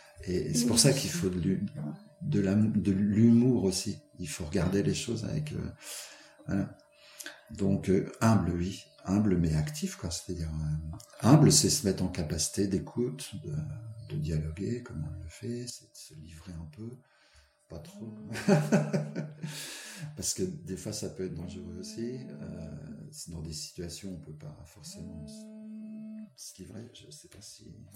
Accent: Nancy, Grand Est, France; born there; Alors moi, je ne suis pas né dans les Vosges, je suis né à Nancy.

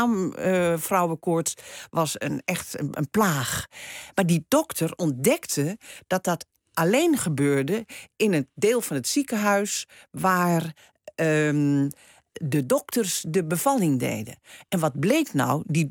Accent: Netherlands; daar danken wij nu aan dat we als Nederlanders gemiddeld 26 kilo suiker per persoon per jaar eten.

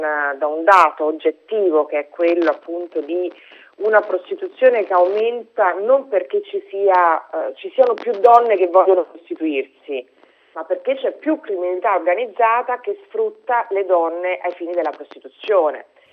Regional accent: Rome, Lazio, Italy; io sono di Roma, vivo a Roma, quindi conosco bene la mia città

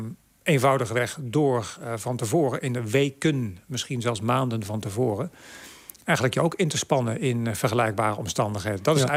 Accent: Nijmegen, Gelderland, Netherlands; born there; Ja, geboren in Nijmegen. Nooit gewoond overigens, maar...

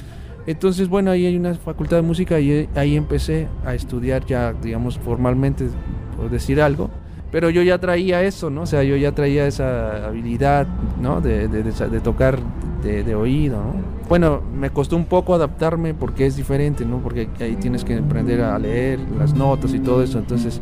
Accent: Huatusco, Veracruz, Mexico; De Huatusco, Veracruz.

